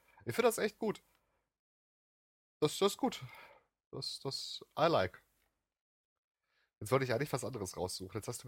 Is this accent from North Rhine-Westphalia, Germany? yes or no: yes; North Rhine-Westphalia, Germany; Etwas zu tun haben oder etwas vorhaben unterscheidet man bei uns im Ruhrgebiet ganz klar.